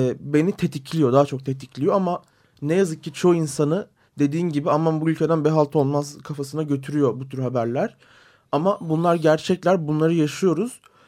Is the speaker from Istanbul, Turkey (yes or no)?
no; Diyarbakır, Diyarbakır Province, Turkey; Çünkü ben bir Diyarbakırlıyım.